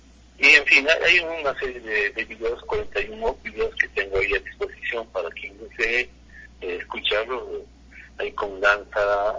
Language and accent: Spanish; Quito, Pichincha, Ecuador; porque yo desde los 15 años en mi barrio de San Roque, en Quiteño, soy de San Roque